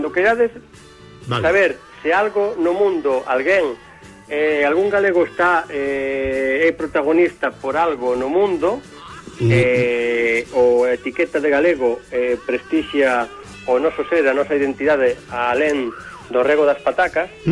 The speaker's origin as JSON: {"language": "Galician", "region": "Galicia", "country": "Spain", "said": "Os galegos estamos en todas"}